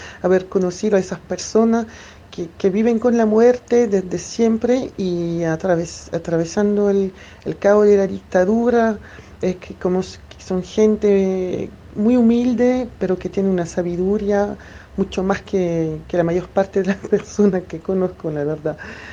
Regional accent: France; yo, como viví, crecí, nací en Francia

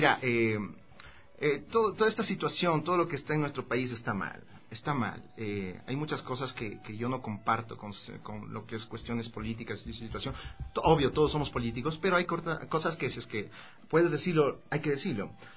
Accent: Ecuador; no, soy de aquí, soy ecuatoriano. Soy ecuatoriano.

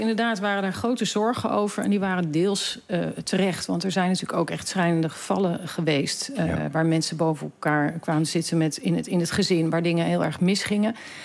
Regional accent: Netherlands; En dat doen we best veel als Nederlanders.

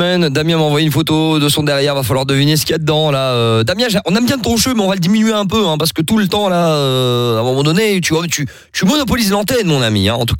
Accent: Anderlecht, Brussels-Capital Region, Belgium; je suis belge, hein, parce qu'on a plein de fois on me demande ouais … quoi t'es français, non je suis belge, je suis en Anderlecht

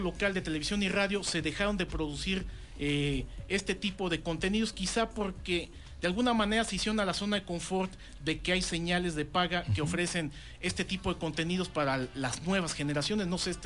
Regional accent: Michoacán, Mexico; Bueno, yo no soy paisano de La Piedad, pero bueno, es Michoacán, es lo que quiero decir.

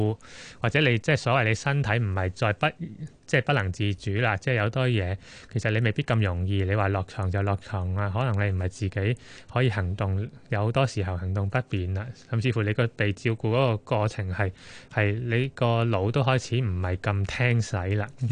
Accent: Hong Kong; 我哋香港人係全世界最長命嘅、最長壽嘅地區啦。

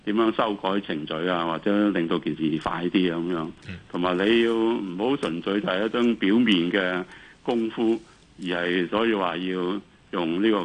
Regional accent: Hong Kong; 咁當然我哋香港人亦都有唔少人對佢喺處理方面有啲意見啦。

